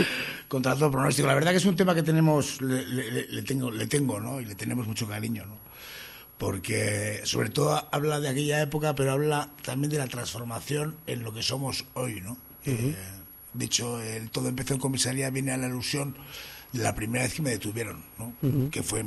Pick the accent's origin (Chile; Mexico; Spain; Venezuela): Spain; Bilbao, Basque Country; Porque somos de Bilbo, porque compartíamos los adoquines del casco viejo, nos cruzábamos, los veíamos